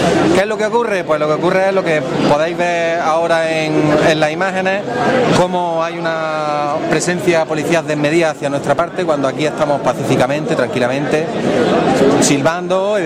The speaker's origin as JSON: {"language": "Spanish", "town": "Granada", "region": "Andalusia", "country": "Spain", "said": "Nosotras, como granadinas, pensamos que no es un elemento de celebración"}